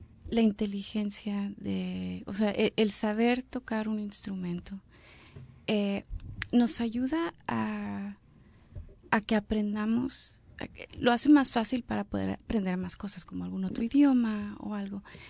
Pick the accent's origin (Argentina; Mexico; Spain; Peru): Mexico; Yo soy de México, el inglés no es mi primer idioma